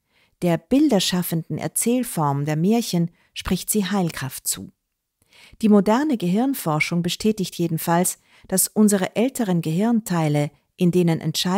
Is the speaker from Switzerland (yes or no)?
no; Klosterneuburg, Lower Austria, Austria; die ich gelegentlich in Wien oder meinem Heimatort Klosterneuburg anbiete.